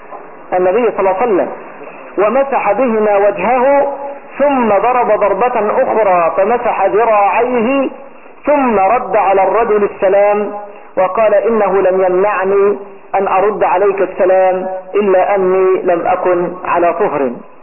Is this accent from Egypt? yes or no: yes; Egypt; المعنى المشهور بين قومه بيننا هنا في مصر